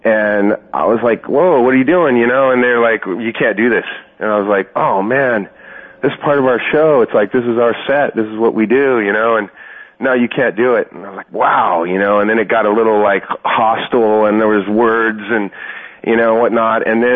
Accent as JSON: {"language": "English", "town": "Irvine", "region": "California", "country": "United States", "tie": "born or raised there", "said": "I grew up in Irvine, and I played on a football team there."}